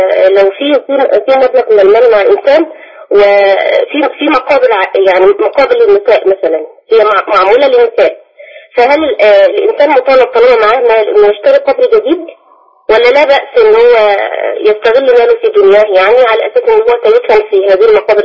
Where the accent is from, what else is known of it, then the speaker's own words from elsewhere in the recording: Dakahlia, Egypt; أنا من الدقهلية مثلا